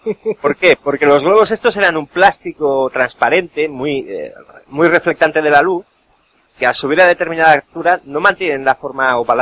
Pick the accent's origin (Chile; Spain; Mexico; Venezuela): Spain; Catalonia; Yo soy catalán